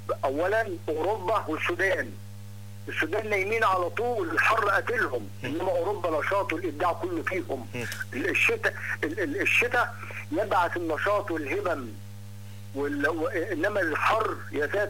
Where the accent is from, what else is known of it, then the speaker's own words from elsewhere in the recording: Monufia Governorate, Egypt; now in Alexandria, Egypt; أنا فيها بقالي 52 سنة، وقعدت 16 سنة في المنوفية، اللي أنا اتولدت في المنوفية الأعلى وجيت بقى كملت 52 سنة هنا.